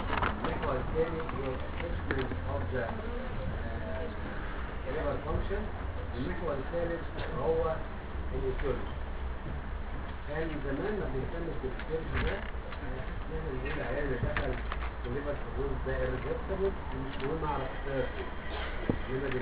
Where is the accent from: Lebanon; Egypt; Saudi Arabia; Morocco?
Egypt; اللي هو مهم جدا بقى عندنا في مصر